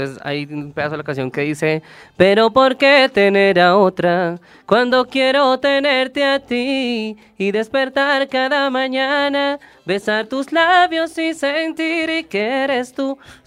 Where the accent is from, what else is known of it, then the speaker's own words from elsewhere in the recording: Bogotá, Colombia; Bogotá, pues que es mi casa, Santa Marta, que nos fuimos a pasear